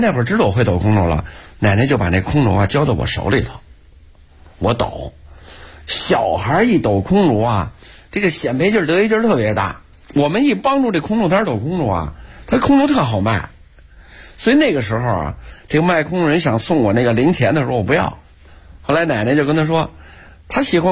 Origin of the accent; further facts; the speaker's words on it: Beijing, China; born there; 我本人是老天桥出生的人，我爷爷呀、是老天桥非常有名的堂里、老天桥三角市场这点这个天桥茶堂里